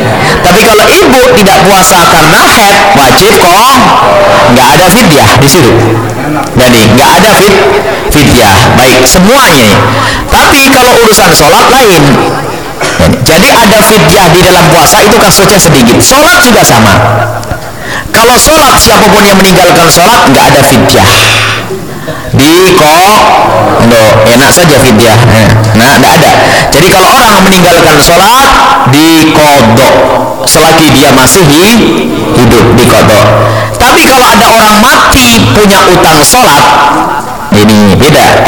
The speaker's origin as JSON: {"language": "Indonesian", "town": "Blitar", "region": "East Java", "country": "Indonesia", "tie": "born or raised there", "said": "Adapun yang masyhur di masyarakat Blitar, kampung kami, kodok."}